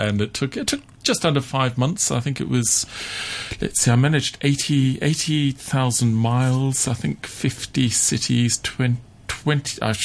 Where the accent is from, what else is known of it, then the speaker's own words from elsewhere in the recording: South Africa; born there; I was born in South Africa, and as a musician